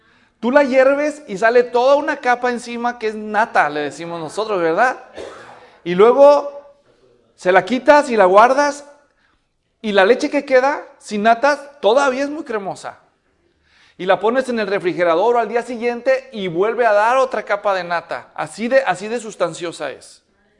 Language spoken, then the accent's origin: Spanish; Guadalajara, Jalisco, Mexico; allá donde yo nací, en la ciudad de Guadalajara, donde somos mi esposa y yo